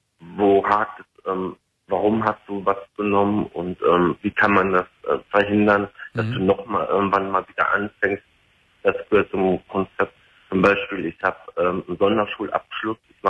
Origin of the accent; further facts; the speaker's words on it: Cologne, North Rhine-Westphalia, Germany; Bin ja aus Köln.